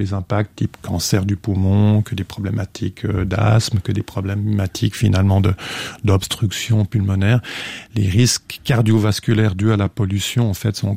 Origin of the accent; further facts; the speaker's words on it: Switzerland; Donc ça, c'est toujours quelque chose d'assez curieux quand on est suisse.